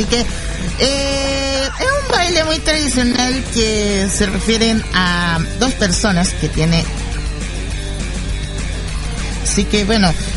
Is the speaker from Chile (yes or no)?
yes; Chile; Sí, soy chileno, mi estimada Karin. Sí, soy chileno.